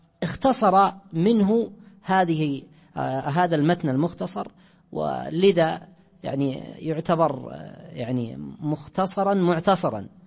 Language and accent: Arabic; Najd, Saudi Arabia; واشتهار الزاد عندنا في نجد أكثر من اشتهار الدليل،